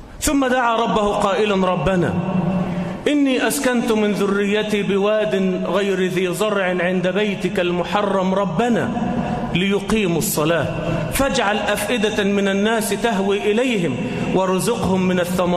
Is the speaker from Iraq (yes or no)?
no; Egypt; إلى مصر، إلى بلدنا مصر